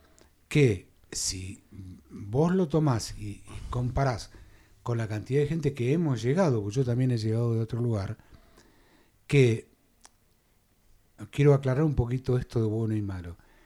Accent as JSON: {"language": "Spanish", "region": "Buenos Aires", "country": "Argentina", "tie": "born there", "said": "Y bueno, yo soy nacido en Buenos Aires"}